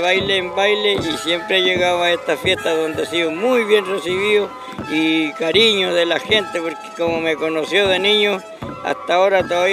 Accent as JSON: {"language": "Spanish", "town": "Putaendo", "region": "Valparaíso", "country": "Chile", "said": "Pero nosotros que somos campesinos, que somos de Putaendo, San Felipe, Quebrada de Alvarado"}